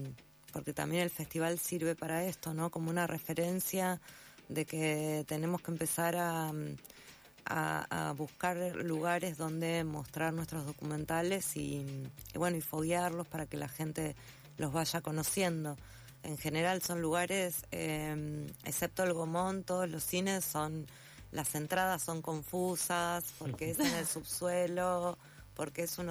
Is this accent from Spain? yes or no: no; Santa Fe, Argentina; soy santafesina, paso gran parte del año en Santa Fe